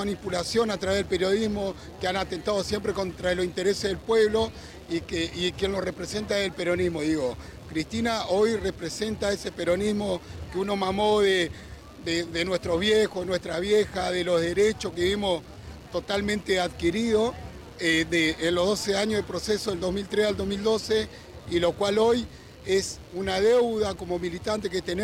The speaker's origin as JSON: {"language": "Spanish", "town": "Concordia", "region": "Entre Ríos", "country": "Argentina", "said": "Soy de Concordia, Entre Ríos."}